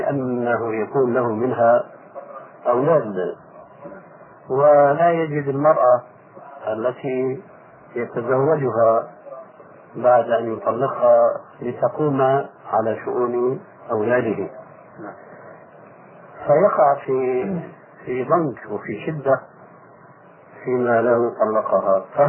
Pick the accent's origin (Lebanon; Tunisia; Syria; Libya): Syria; والعام يقولون عندنا في سوريا الخرف من الفارس